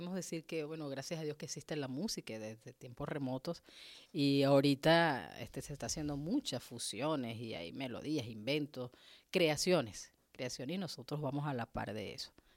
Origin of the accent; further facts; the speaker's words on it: Barcelona, Anzoátegui, Venezuela; crecimos con eso en mi tierra, en Barcelona, estaba Anzoátegui.